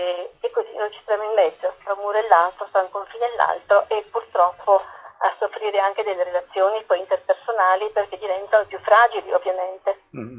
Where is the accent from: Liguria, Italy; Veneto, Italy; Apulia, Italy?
Apulia, Italy; non avere il contatto con la mia terra, riscoprirla tardi, sono pugliese.